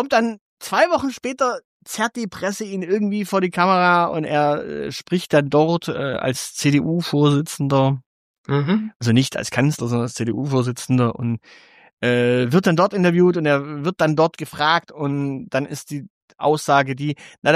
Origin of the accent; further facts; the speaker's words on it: Stuttgart, Baden-Württemberg, Germany; als Stuttgarter kann ich nur eins sagen